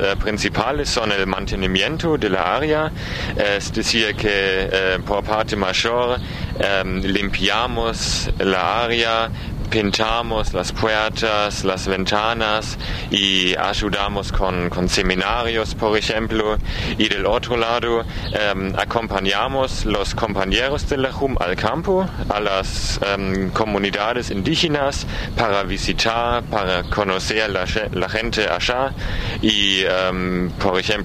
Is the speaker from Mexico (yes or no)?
no; Bavaria, Germany; Spanish is a second language; now in Argentina; Yo soy de Alemania, es un país en Europa, y yo soy de una provincia en el sur que se llama Bavaria.